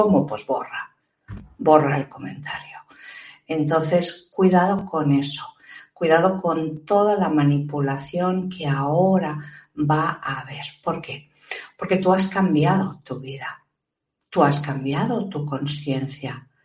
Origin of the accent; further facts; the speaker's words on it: Spain; sobre todo aquí en España, en mi país, vergonzoso.